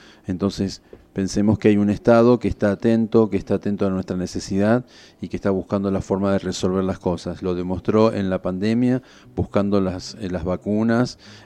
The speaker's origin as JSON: {"language": "Spanish", "country": "Argentina", "said": "esas cualidades que tenemos como argentinos"}